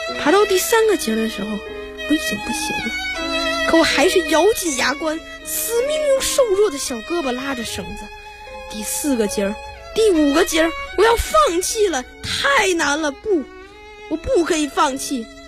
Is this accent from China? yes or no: yes; Beijing, China; 我来自北京，我是一个学生。